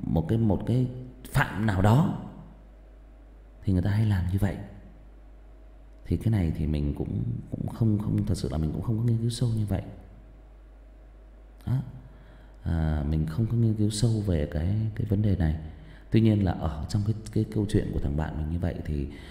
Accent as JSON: {"language": "Vietnamese", "region": "Northern Vietnam", "country": "Vietnam", "tie": "born or raised there", "said": "Mình sinh ra và lớn lên miền Bắc mà, mình thấy là họ ở miền Bắc khi mà người chết người ta khóc lóc rất là thảm thương, họ thuê người về khóc."}